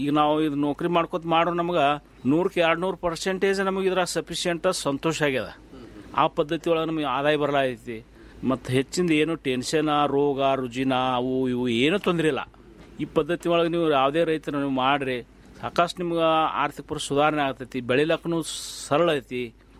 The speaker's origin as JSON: {"language": "Kannada", "town": "Ratnapur", "region": "Karnataka", "country": "India", "tie": "born or raised there"}